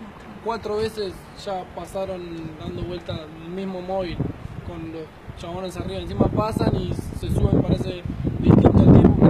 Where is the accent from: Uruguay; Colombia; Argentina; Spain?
Argentina; Buenos Aires; de la Villa 21. Cuento lo que me pasó hoy en mi barrio hace 20 minutos.